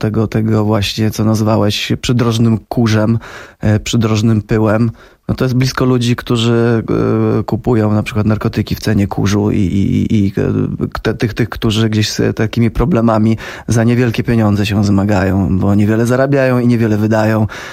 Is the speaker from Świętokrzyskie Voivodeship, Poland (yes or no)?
yes; Ostrowiec Świętokrzyski, Świętokrzyskie Voivodeship, Poland; Z Ostrowca Świętokrzyskiego, że się przepucuję tam.